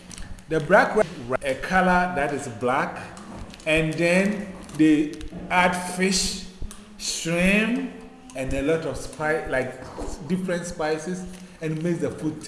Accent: Ghana; born there; I was born in Ghana. I was born in Ghana in West Africa

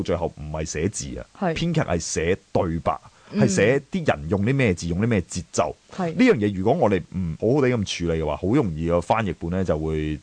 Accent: China; 但係因為我哋中國人，我哋嘅習慣係內斂啲咧

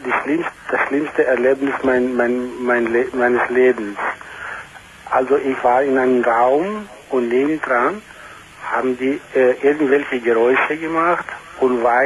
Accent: Frankfurt, Hesse, Germany; ich bin Frankfurter, eine griechische Frankfurter bin ich.

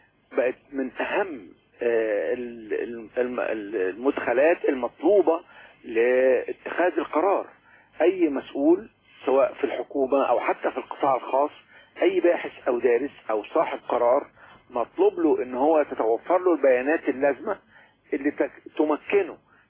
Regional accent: Egypt; القسم الأول عندنا في مصر هو الطعام والشراب

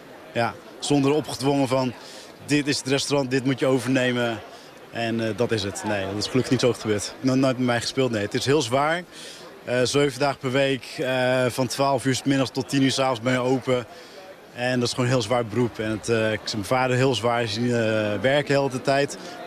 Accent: Netherlands; Ik ben in Nederland geboren, opgegroeid, maar ik wil de Chinese roots, zeg maar, achtergrond, zeg maar, hou ik wel altijd bij me.

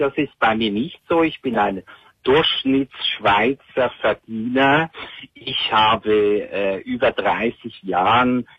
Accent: Switzerland; Und wie du hörst, komme ich aus der Schweiz.

